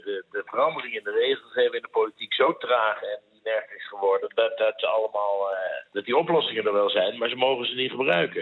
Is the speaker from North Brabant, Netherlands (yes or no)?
yes; Mierlo, North Brabant, Netherlands; We hadden bij ons in het dorp, ik kom uit Mierlo, je bent er geweest.